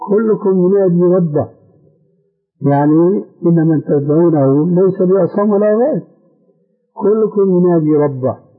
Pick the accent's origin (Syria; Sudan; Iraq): Syria; لكن النوبات مستعملة عندنا في سوريا وهي أنسب لهم